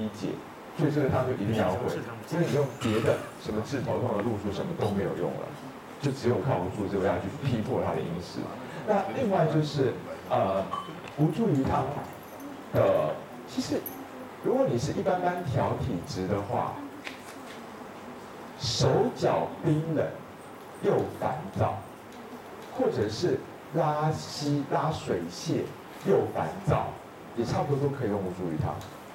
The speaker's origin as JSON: {"language": "Chinese", "country": "Taiwan", "said": "但是我们台湾人的这无注意汤症的患者是爆多，那你们大陆这边呢？"}